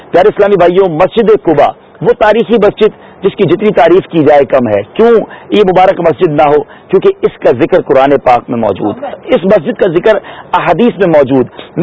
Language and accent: Urdu; Karachi, Sindh, Pakistan; ہم باب المدینہ کراچی سے ہیں.